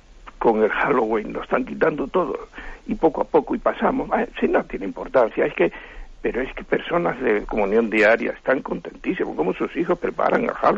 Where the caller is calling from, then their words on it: Madrid, Community of Madrid, Spain; de Madrid.